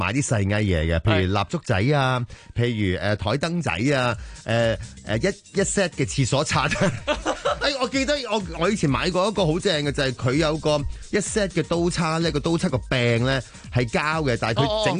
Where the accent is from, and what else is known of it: Hong Kong